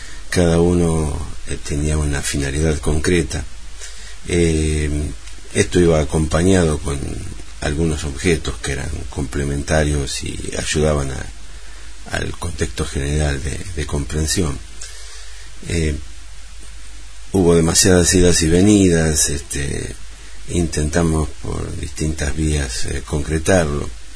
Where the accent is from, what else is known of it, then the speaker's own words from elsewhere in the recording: Chivilcoy, Buenos Aires Province, Argentina; born there; Nací en Chivilcoy, en la provincia de Buenos Aires, Argentina.